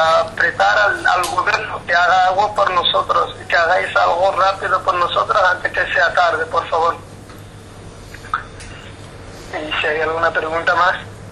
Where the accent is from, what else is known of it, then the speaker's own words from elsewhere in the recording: Western Sahara; now in Lyon, France; Yo soy un luchador saharaui que vivo en Lyon